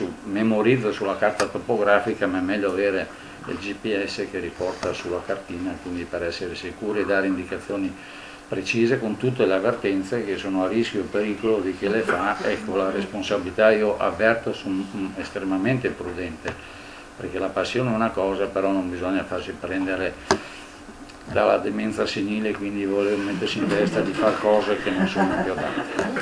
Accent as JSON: {"language": "Italian", "town": "Bolzano", "region": "Trentino-Alto Adige", "country": "Italy", "said": "poi gli dico che sono italiano. Una volta mi ha chiesto se sono norvegese, sul rifugio Similão, ha detto no, sono italiano di Bolzano"}